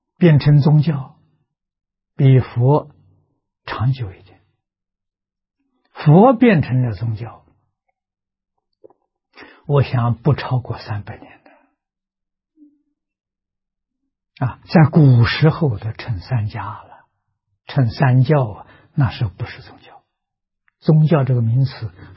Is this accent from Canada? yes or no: no; China; 在毕波罗树下入定，啊，入更深的禅定，我们中国人所谓的大彻大悟，明心见性。